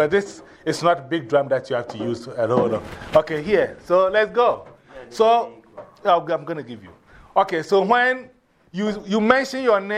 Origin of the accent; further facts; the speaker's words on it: Ghana; I'm originally from Ghana, West Africa.